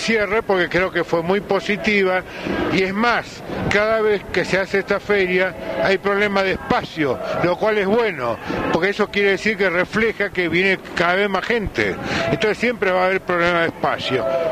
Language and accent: Spanish; Tucumán, Argentina; Yo, si bien soy tucumano, algunos me podrán decir que soy indígena o no, pero soy tucumano.